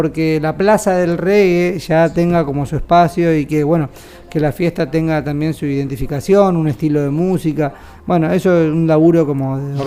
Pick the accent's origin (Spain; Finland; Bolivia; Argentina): Argentina; Buenos Aires; Bueno, soy de Buenos Aires, el foco de producción casi siempre es en la Capital Federal